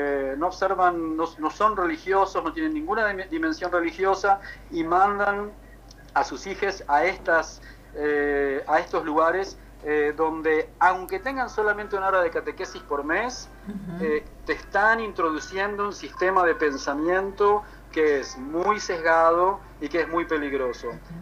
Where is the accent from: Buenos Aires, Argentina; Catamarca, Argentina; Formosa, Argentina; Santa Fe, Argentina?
Buenos Aires, Argentina; Yo viví y crecí en Buenos Aires